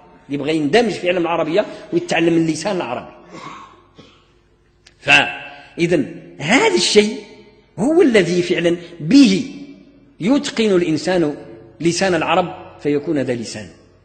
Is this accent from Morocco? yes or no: yes; Morocco; في العصور المتأخرة من تاريخ التعليم عندنا في المغرب الناس هجروا الأدب